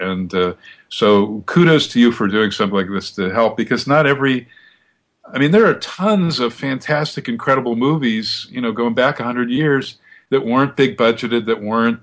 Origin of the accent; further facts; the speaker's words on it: Westwood, California, United States; When I was growing up near Westwood, UCLA, down in Southern Cal